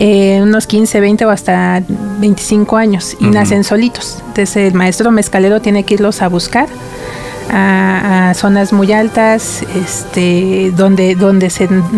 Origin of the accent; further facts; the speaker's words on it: Oaxaca, Mexico; No, sí somos originarias de Oaxaca, Oaxaca.